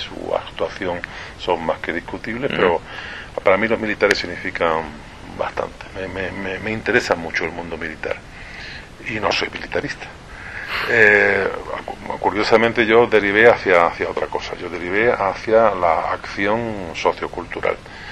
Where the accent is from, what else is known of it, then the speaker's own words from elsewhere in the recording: Ceuta, Spain; guardo muy buenos recuerdos de mi infancia en Ceuta. He sacado desde allí pues una cultura polivalente por aquello de las tres religiones, las tres civilizaciones que allí coincide, más el estamento militar